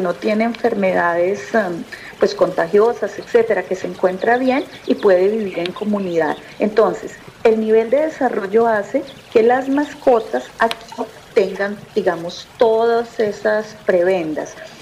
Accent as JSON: {"language": "Spanish", "town": "Cáqueza", "region": "Cundinamarca", "country": "Colombia", "tie": "born or raised there", "said": "¿Yo qué recuerdo de mi pueblo? Mire, recuerdo varias cosas."}